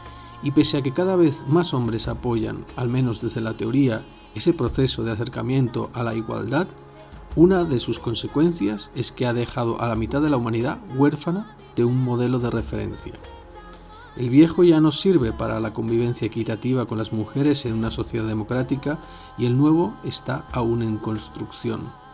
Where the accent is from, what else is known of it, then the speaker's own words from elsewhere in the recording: Andalusia, Spain; o porque soy andaluza